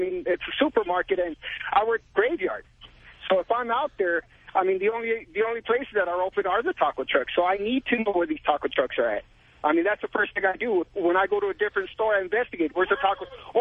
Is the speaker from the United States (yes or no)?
yes; Santa Ana, California, United States; I grew up here in Santa Ana my whole life. And growing up, I mean, it's always been a part of not only family, but friends, but even the neighborhood.